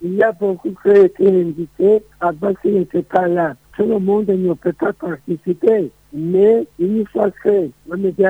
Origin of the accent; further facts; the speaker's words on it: Burundi; Je crois que les Burundais pourront quand même trouver une paix durable. Tout dépend de nous. Nous sommes des Burundais.